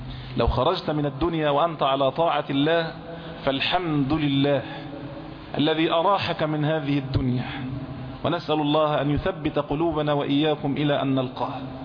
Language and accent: Arabic; Egypt; يعني الجنيه عندنا في مصر يساوي 100 قرش